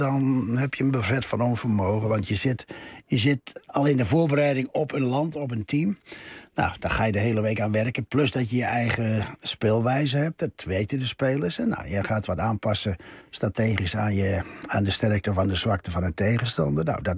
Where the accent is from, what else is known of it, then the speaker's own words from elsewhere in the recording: Netherlands; En ik kwam uit de Nederlandse cultuur.